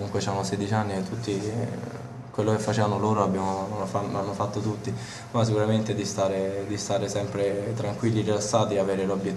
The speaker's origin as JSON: {"language": "Italian", "town": "Tirana", "region": "Tirana County", "country": "Albania", "tie": "born or raised there", "also_born_or_lived": "Colleferro, Italy", "said": "vengo da Colleferro per dire, perché comunque sono nato a Tirana, soprattutto adesso ho vissuto a Tirana per tanto tempo"}